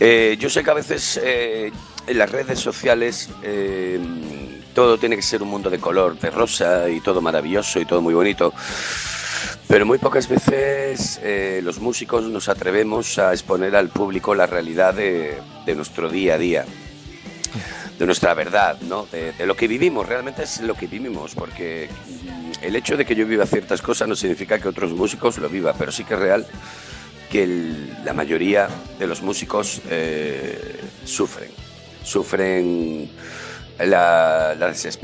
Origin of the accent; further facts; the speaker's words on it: Seville, Andalusia, Spain; moved away as an adult; Yo soy sevillano, lo que pasa que bueno, hace unos 21, 22 años más o menos me vine a Galicia a trabajar como cantante, de hecho.